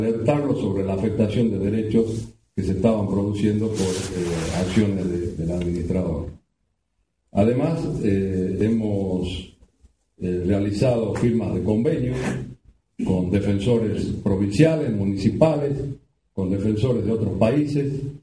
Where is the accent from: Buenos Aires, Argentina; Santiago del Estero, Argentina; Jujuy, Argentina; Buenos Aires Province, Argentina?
Jujuy, Argentina; yo soy de Jujuy, de allá de la lejana Puna o la Quebrada